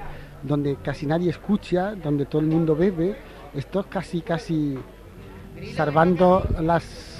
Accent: Granada, Andalusia, Spain; also born or lived in Madrid, Spain / New York, United States; Bueno, yo soy de Granada.

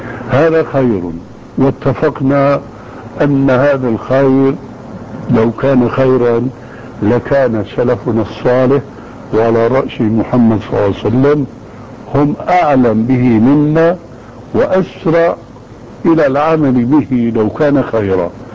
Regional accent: Syria; يقولون عندنا في الشام معنى جواب

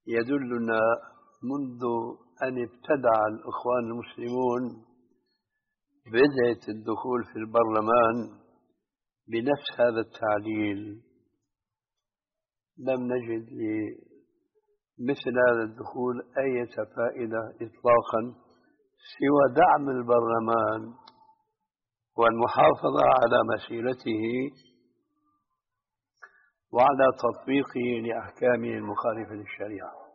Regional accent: Syria; أم يشترك فيه كما يقولون عندنا في سوريا خليط مليط؟

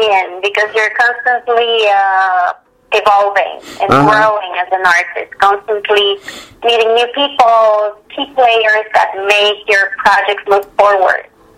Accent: Montreal, Quebec, Canada; now in United States; Then coming from Canada, where I am from originally, I'm from Montreal, Canada, so it was awesome.

